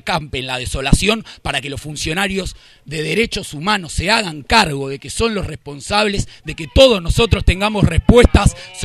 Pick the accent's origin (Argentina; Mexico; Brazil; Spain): Argentina; Buenos Aires; Yo vengo con mis compañeros de Zabaleta